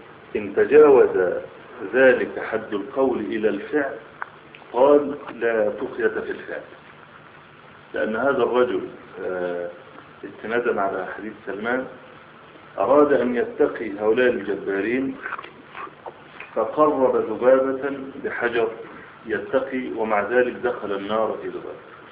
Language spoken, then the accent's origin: Arabic; Egypt; بعض الشباب عندنا في مصر